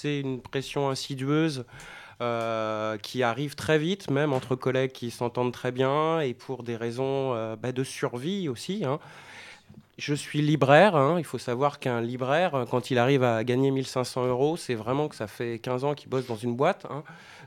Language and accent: French; France; En plus, on est français, donc on a tendance à être à prendre beaucoup de choses là-dessus